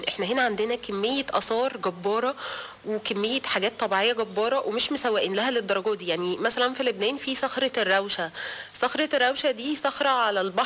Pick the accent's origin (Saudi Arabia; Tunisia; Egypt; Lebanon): Egypt; شفت حاجات احنا عندنا في مصر الحمد لله احسن بكتير